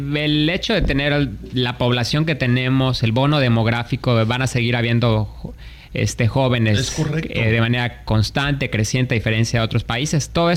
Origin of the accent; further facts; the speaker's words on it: Mexico; a diferencia de lo que a veces nosotros mismos como mexicanos vemos, de que tenemos muchos problemas en México